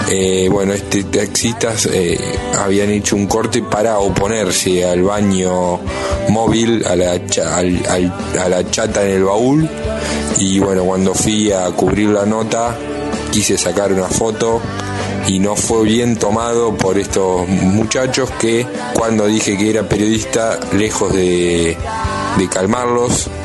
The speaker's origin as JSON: {"language": "Spanish", "town": "Olavarría", "region": "Buenos Aires Province", "country": "Argentina", "lives_now": "La Plata, Argentina", "said": "soy de Olavarría, pero vivo en La Plata hace unos 6 años."}